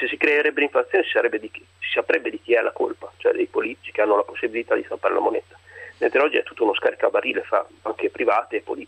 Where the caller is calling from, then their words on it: Parma, Emilia-Romagna, Italy; Buongiorno, sono da Parma comunque, adesso non cambia molto.